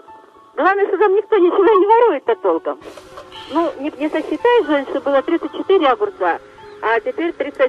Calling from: Zelenograd, Moscow, Russia; Я из Зеленограда.

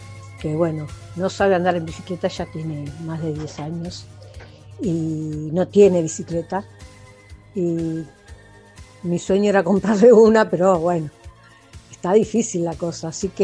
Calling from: Quilmes, Buenos Aires Province, Argentina; de Quilmes y estoy queriendo participar.

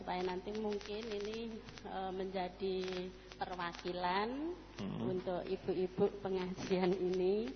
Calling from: Boyolali, Central Java, Indonesia; Ini aku dari … dari Boyolali.

